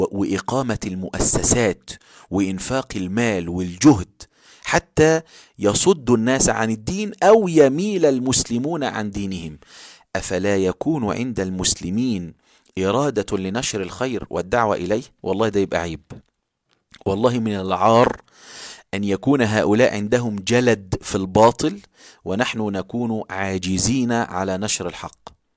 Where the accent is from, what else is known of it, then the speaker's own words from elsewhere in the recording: Egypt; وطبعا ده بيحصل في اوروبا وفي كل البلاد وبيحصل عندنا في مصر كمان